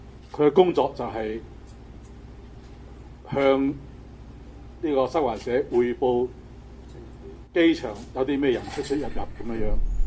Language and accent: Cantonese; Hong Kong; 同埋我哋香港人嘅角度嚟睇咧